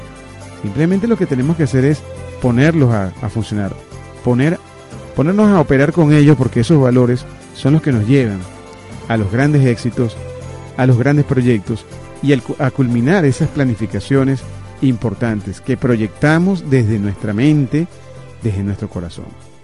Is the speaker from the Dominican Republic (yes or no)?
no; Venezuela; born there; porque vivimos, nacimos en esta tierra, nacimos en Venezuela